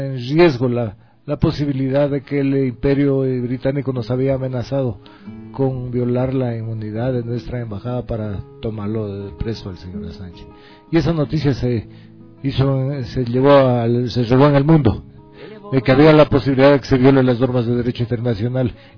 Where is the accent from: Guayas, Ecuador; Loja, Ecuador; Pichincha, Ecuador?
Loja, Ecuador; Me han llamado unos amigos del sur del Ecuador, de Zamora y de Loja, porque yo soy de Loja. Soy ecuatoriano primero, pero nací en Loja.